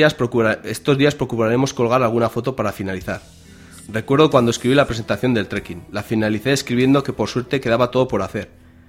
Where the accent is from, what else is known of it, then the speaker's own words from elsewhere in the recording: Aoiz, Navarre, Spain; La familia, los amigos de Berriozar, la gente de mi pueblo, Aoiz.